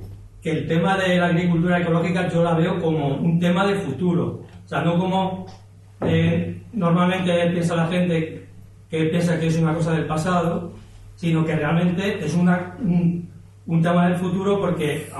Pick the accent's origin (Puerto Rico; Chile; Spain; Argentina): Spain; Málaga, Andalusia; ¿no? Yo vengo de Málaga, tengo una finca aquí en Archidona